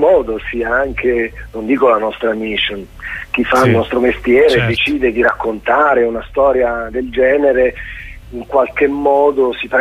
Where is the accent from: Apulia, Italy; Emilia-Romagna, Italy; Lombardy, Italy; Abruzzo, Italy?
Abruzzo, Italy; L'Abruzzo è una terra estremamente bella, non lo dico solo perché è la mia terra